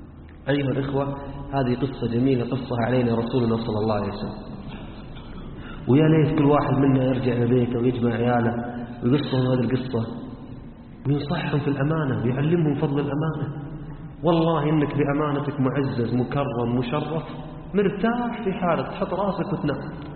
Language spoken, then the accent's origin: Arabic; Hadhramaut, Yemen; احنا عندنا في حضرموت مثل يقول اللي باع جنة